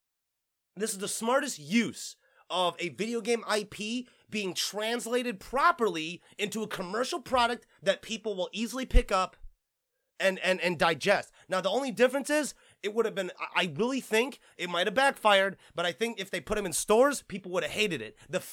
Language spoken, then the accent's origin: English; Flint, Michigan, United States; Okay, and for the record, I'm technically from Michigan. Okay, technically I'm from fucking Flint.